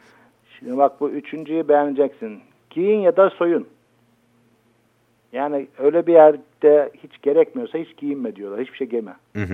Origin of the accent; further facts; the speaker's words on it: Black Sea Region, Turkey; Ben Karadenizliyim abi